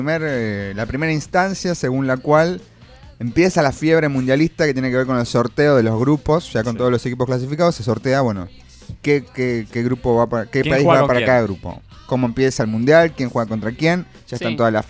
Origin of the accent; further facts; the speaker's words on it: La Plata, Buenos Aires Province, Argentina; born there; Es el lugar donde yo nací. Y es un sanatorio privado de la ciudad de La Plata